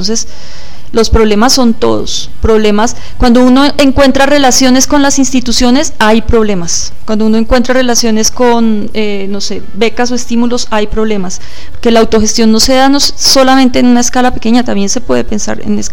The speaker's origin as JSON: {"language": "Spanish", "region": "Bogotá", "country": "Colombia", "said": "nosotros no somos de Huasca, somos de Bogotá. Irse a vivir a Huasca"}